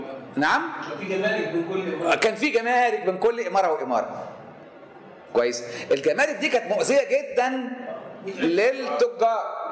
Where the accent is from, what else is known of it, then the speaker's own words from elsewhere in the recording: Sharqia Governorate, Egypt; أنا مصري بس أنا كمان شرقاوي يا عم، يعني حاجات كده، ها؟ وأنا ابن ريف مش ابن حضر، ابن دلتا مش ابن صعيد، ابن مش ابن بدو، مش ابن وحات أو أمازيغ